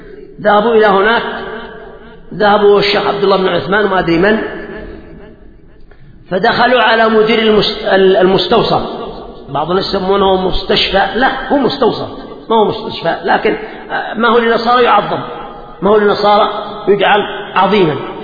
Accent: Yemen; لا يزال موجودين عندنا في اليمن

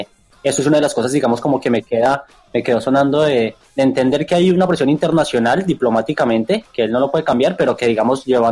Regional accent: Colombia; now in Argentina; nosotros como colombianos o acá en Argentina

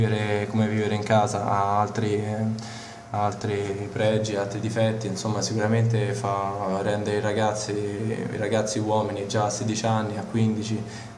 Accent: Tirana, Tirana County, Albania; also born or lived in Colleferro, Italy; vengo da Colleferro per dire, perché comunque sono nato a Tirana, soprattutto adesso ho vissuto a Tirana per tanto tempo

